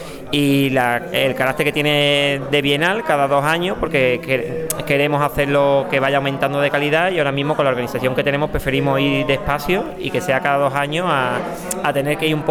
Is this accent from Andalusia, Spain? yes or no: yes; Málaga, Andalusia, Spain; now in Antequera, Spain; Bueno, vengo realmente de Antequera, que está muy cerquita de Benamejí. Yo soy de Málaga, aunque tengo mucha relación con la Subbética y con Córdoba.